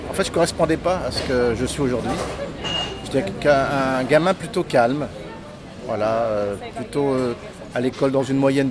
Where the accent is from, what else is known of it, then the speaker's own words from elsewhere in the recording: Paris, Île-de-France, France; born there; Je suis né à Paris, mais les gens ne le savent pas.